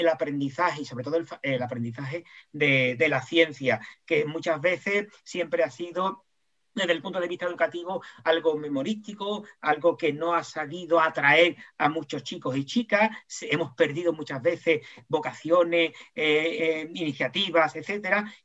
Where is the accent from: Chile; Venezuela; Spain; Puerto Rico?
Spain; Jerez de la Frontera, Andalusia; los que somos de aquí de Jerez ya lo sabemos